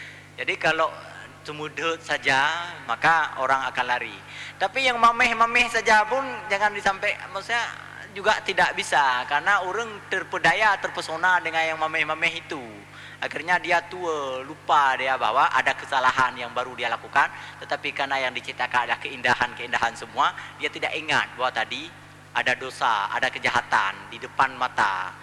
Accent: West Sumatra, Indonesia; betapa saya di masa-masa remaja menuntut ilmu agama di sana, di Sumatera Barat. Itu alah, karut cerita kampung gua.

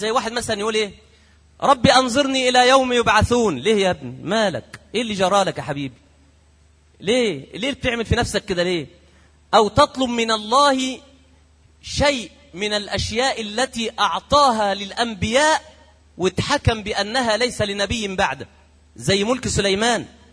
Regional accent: Egypt; عندنا في مصر يقول لك إيه، دايما يقولوها كده

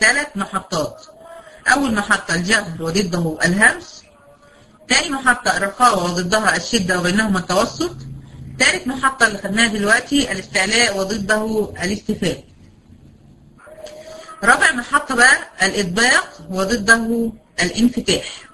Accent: Egypt; زي اللي احنا بنسميها عندنا في مصر الزحليقه بتاعت الاطفال دي

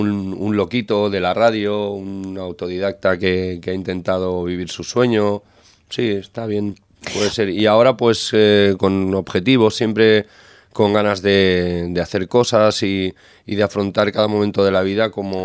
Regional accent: Vilanova i la Geltrú, Catalonia, Spain; en emisoras de pueblo de allí de la comarca donde soy yo, de Vilanovela y Geltrú, en Cubellas.

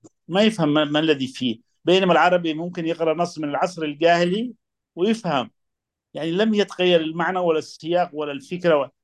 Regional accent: Yemen; أنا من اليمن طبعا، من العرب العاربة كما يقال، وعندنا تنوع جغرافي شديد جدا، أصعب بكثير من مصر.

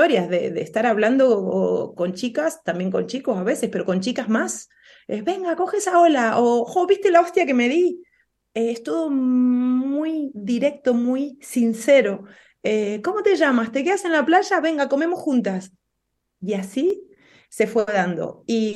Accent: Argentina; Como te das cuenta, soy argentina. Si bien vivo en una provincia en donde da el mar, pero me queda muy lejos

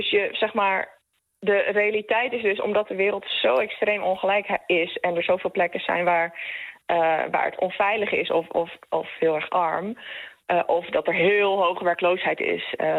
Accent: Netherlands; Ik mag als Nederlander heel relatief veel vrij bewegen.

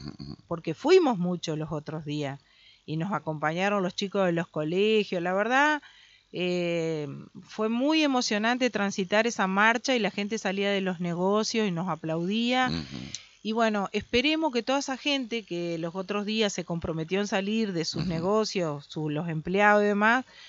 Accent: Concordia, Entre Ríos, Argentina; Yo soy de Concordia, nací en Concordia, ¿me entendés?

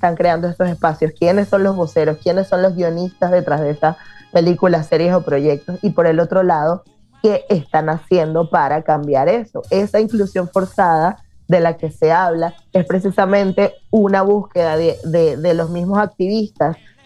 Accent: Venezuela; y las tres somos venezolanas

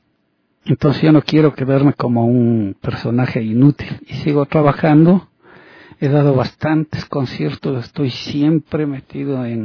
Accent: Ambato, Tungurahua, Ecuador; also born or lived in United States; al llegar acá al Ecuador me fui a radicar en mi tierra, en Ambato.

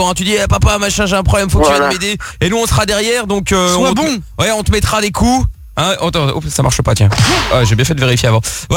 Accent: Paris, Île-de-France, France; Non, mais moi, je suis de Paris. Je suis de la capitale.

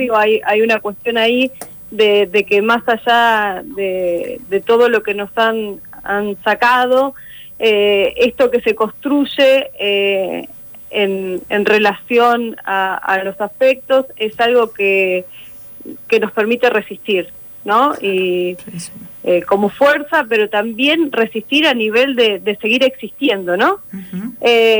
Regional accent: Pergamino, Buenos Aires Province, Argentina; yo soy de Pergamino, y como ahí que maíz, ahí, digamos, me crié a media cuadra de campo

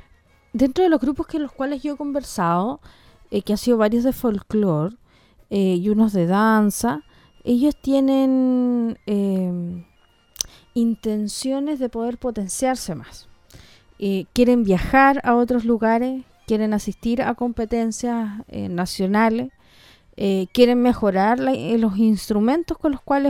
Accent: Chile; nos acordamos que somos chilenos para el 18 nomás

